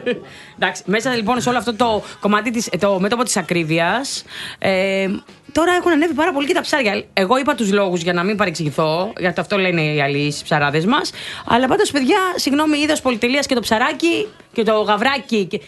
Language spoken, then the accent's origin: Greek; Nea Smyrni, Attica, Greece; Ναι, και εμείς από τη Νέα Σμύρνη.